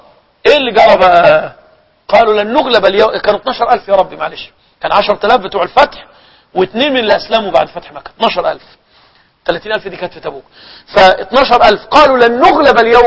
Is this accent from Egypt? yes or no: yes; Egypt; كان عندنا في مصر يعني بيحصل ايه